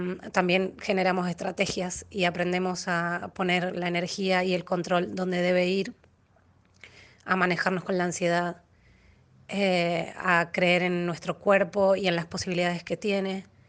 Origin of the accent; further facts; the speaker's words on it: Mendoza, Argentina; now in Buenos Aires, Argentina; soy mendocina, pero vivo en Buenos Aires, Argentina. Tengo 37 años